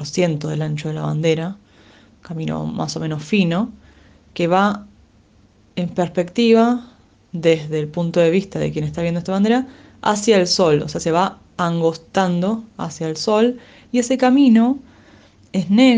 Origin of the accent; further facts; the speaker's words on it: Lanús, Buenos Aires Province, Argentina; mi ciudad, la ciudad de Lanús, en la cual nací en 1986. En realidad, para ser honesta, no nací en Lanús